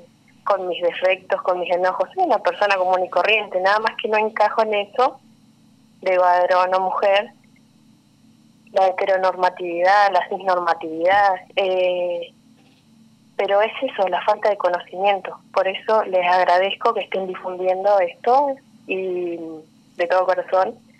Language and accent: Spanish; Neuquén, Argentina; Y acá en Neuquén, bueno, yo soy de Neuquén